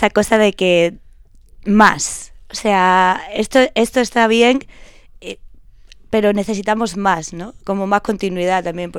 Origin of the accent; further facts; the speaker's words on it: Andalusia, Spain; yo llamo una niña, soy de andaluza también